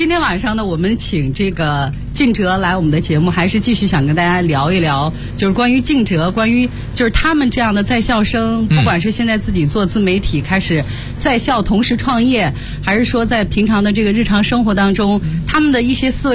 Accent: Shanxi, China; 我以为在我的老家山西。

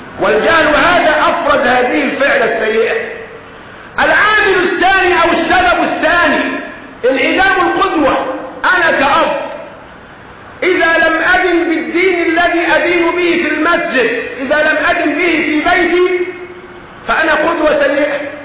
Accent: Egypt; ما هو بنت الجار بنتي، والمصرية محسوبة علي انا كمصري

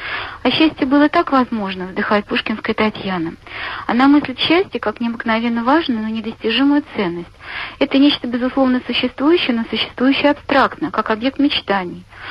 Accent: Nizhny Novgorod, Nizhny Novgorod Oblast, Russia; я из Нижнего Новгорода.

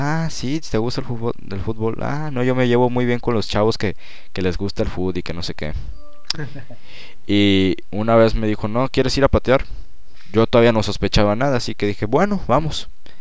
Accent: Tampico, Tamaulipas, Mexico; now in Monterrey, Mexico; Lo mío empezó porque yo llegué a Monterrey de Tampico. De Tampico y ahí estuve viviendo 2 meses en Monterrey con mi mamá.

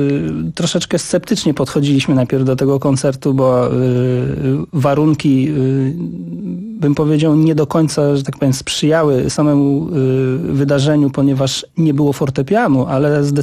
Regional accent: Zamość, Lublin Voivodeship, Poland; wychowałem się w Zamościu, w mieście, gdzie jest klub imienia Mieczysława Kosza.

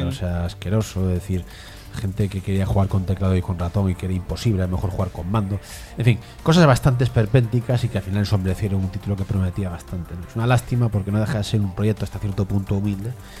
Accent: Galicia, Spain; Y Galicia, yo soy gallego, ¿eh?

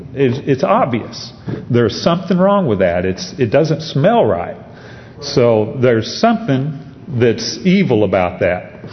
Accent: Branson, Missouri, United States; I grew up in Branson, Missouri, and Branson, Missouri had a four-way stop when I grew up there, and that was it.

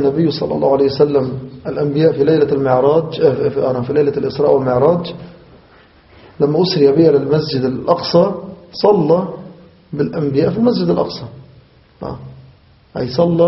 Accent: Egypt; نحو بلادنا مصر هنا

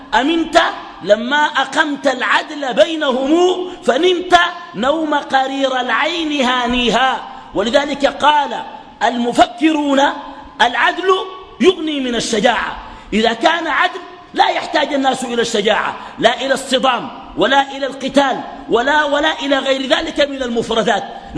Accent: Sudan; بعد بروز فتنة دارفور عندنا في السودان

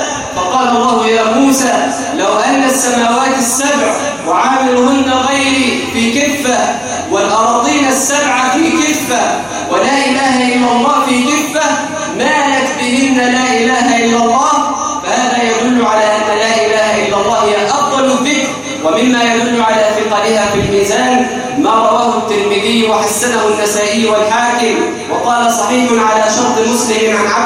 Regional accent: Egypt; اللهم جنب بلدنا مصر الفتن ما ظهر منها وما بطن

